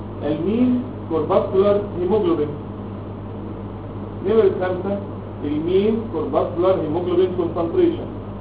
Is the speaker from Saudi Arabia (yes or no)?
no; Egypt; انما احنا ساعتين مصريين بتوع الحضاره والتراث